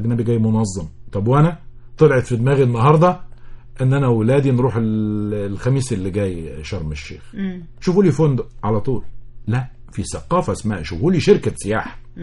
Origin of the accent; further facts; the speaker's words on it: Egypt; انا لابد ان انا اقوم بتغيير ثقافتي كمصري